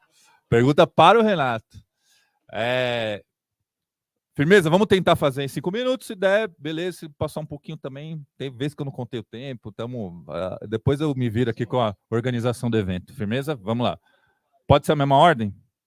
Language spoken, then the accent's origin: Portuguese; Paraná, Brazil; pois também sou do Paraná.